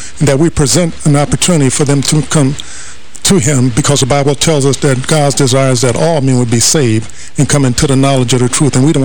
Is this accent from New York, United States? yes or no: yes; New York, United States; he's from my area of the country. I grew up in Harlem.